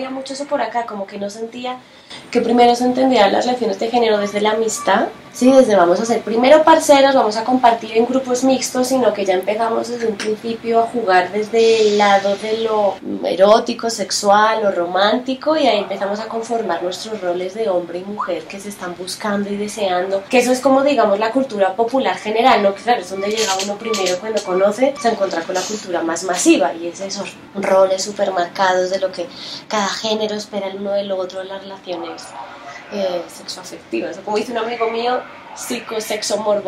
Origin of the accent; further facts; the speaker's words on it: Spain; Soy española, para los que tengan dudas cuando me escuchen hablar.